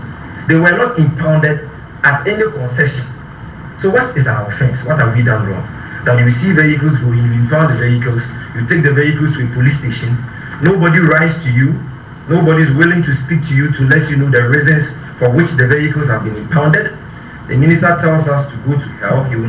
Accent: Ghana; we are Ghanaians. We are a Ghanaian company doing legitimate business.

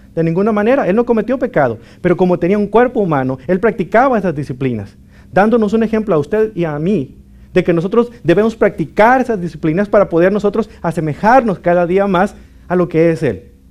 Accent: Mexico; moved away; hace unos 2 años visité mi ciudad natal en México.

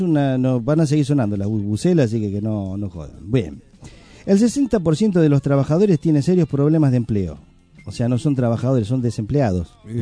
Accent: Argentina; ¿Jugué yo? Soy argentino.

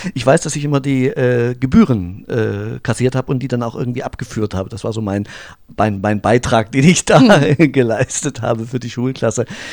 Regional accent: Erfurt, Thuringia, Germany; born there; Ich bin auch in Erfurt geboren, das ist ja ein Ding.

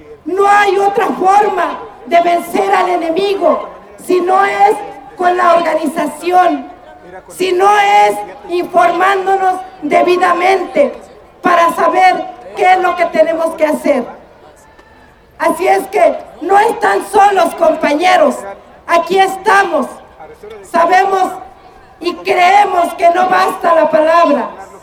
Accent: Mexico; Es por eso que como mexicanos tenemos que unirnos.

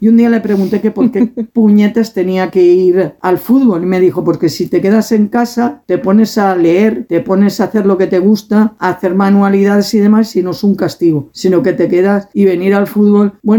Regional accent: Alboraya, Valencian Community, Spain; also born or lived in Algemesí; yo nací en Algemesí, pero debido al trabajo de mi padre y todo, vivíamos en la huerta de Alboraya, pero mi madre siempre consideró que para tener a su hija tenía que ir a su pueblo. Sigo muy ligada de siempre a mi pueblo.

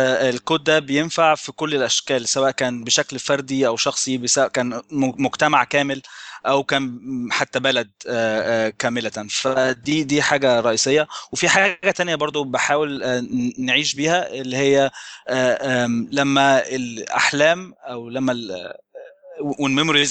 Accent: Egypt; زي ما أنت تكرمت وقلت أنا من مصر، ومن سنة حوالي 2006 ممكن آخر 2006 ابتديت أسافر كتير، درست شوية في إنجلترا

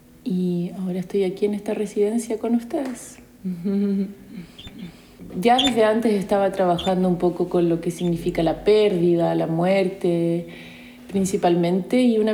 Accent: Santiago, Santiago Metropolitan Region, Chile; moved away as an adult; tengo 34 años, soy chilena, nací en Santiago. Viví en Santiago hasta los 27 años, ahí estudié teatro en la Universidad de Chile

